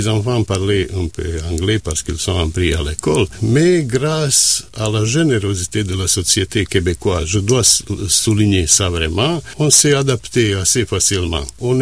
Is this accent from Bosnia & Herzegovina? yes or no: yes; Travnik, Federation of Bosnia and Herzegovina, Bosnia & Herzegovina; French is a second language; Ma ville natale, la ville où on a habité, c'est Travnik. C'est 80 km au nord-ouest de Sarajevo.